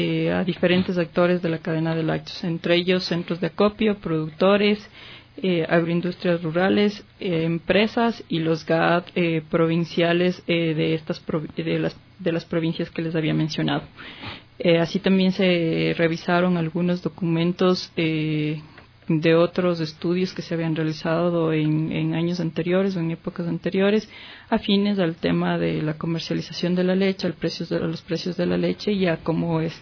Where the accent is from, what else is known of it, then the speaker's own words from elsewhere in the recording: Chunchi, Chimborazo, Ecuador; now in Quito, Ecuador; Vivo aquí en Quito algunos años. Soy de la provincia de Chimborazo, del cantón Chunchi.